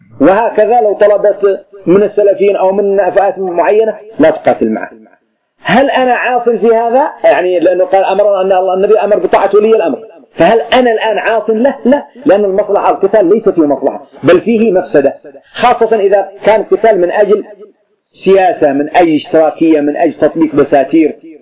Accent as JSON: {"language": "Arabic", "country": "Yemen", "said": "مثل القبائل عندنا في اليمن تبغي حاشد على سنحان واعتدت عليها"}